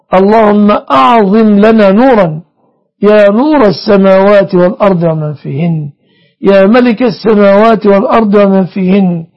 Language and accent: Arabic; Egypt; اللهم احفظ بلادنا مصر وسائر بلاد المسلمين